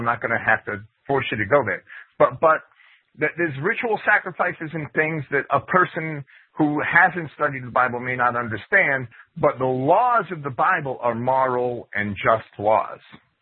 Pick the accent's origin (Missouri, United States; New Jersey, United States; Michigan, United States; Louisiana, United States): New Jersey, United States; Jersey City; I grew up in Jersey City.